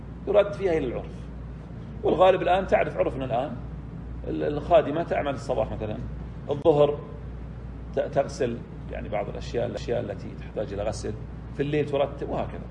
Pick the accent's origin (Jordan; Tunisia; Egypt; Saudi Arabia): Saudi Arabia; وأما في عندنا في السعودية طبعا، وأما برا السعودية